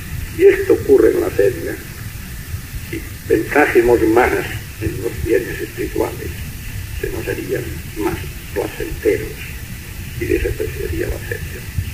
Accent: Catalonia, Spain; first language Catalan; Spanish is a second language; hablo en mi lengua catalana, solo me satisface a mí mismo y a mis coterráneos

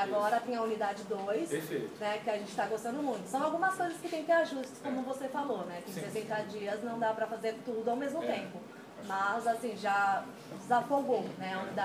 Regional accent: São Paulo, Brazil; eu e ela estamos há 2 meses aqui, sou de São Paulo, ela é do Rio de Janeiro

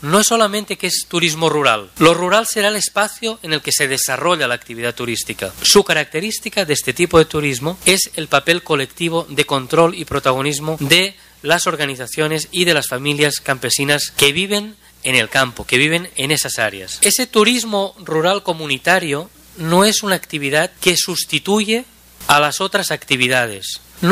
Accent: Catalonia, Spain; yo como español o catalán

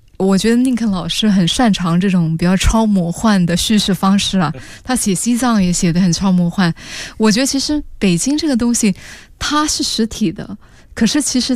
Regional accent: Singapore; 我是新加坡人啊

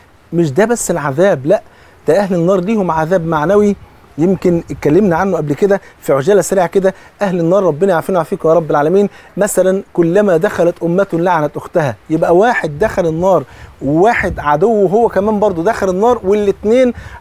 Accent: Egypt; حتى زي بيقولوا في المثل كده عندنا في مصر، بصلة المحب خروف.

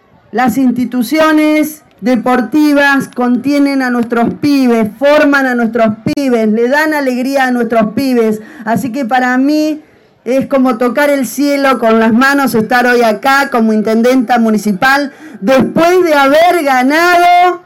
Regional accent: Argentina; Somos todos de Argentina.

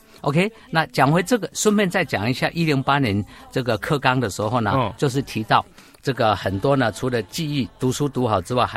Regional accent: Taiwan; accent: Taiwanese Mandarin; 你的很标准，我的呢，我的有一点台湾国语哈，不是那么标准。

